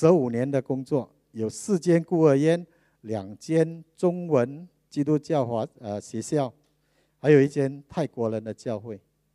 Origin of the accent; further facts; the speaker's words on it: Malaysia; 我讲不是，me Malay 就是我们是马来西亚人。